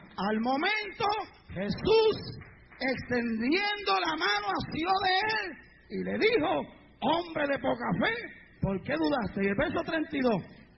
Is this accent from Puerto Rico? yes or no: yes; Puerto Rico; Yo me crié en Puerto Rico. Es una isla.